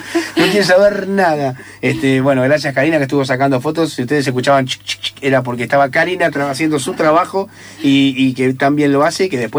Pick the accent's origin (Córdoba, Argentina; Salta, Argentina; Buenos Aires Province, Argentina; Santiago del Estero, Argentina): Buenos Aires Province, Argentina; La Plata; somos de La Plata